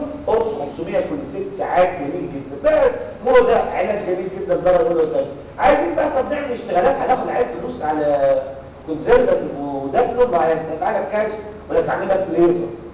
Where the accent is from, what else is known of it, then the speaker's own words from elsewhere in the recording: Egypt; طبعا عندنا في مصر